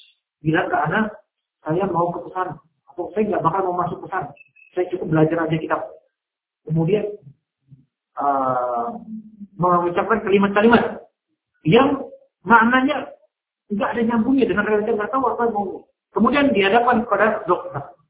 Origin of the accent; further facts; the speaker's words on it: Jakarta, Indonesia; Saya orang Jakarta nggak ngerti, kan?